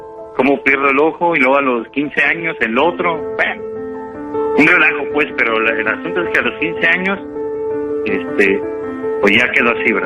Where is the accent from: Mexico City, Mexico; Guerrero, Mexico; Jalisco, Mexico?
Guerrero, Mexico; Acapulco; now in Manzanillo, Mexico; Soy de Acapulco, nada más que ya llevo 7 años que ya estoy radicando aquí en Manzanillo.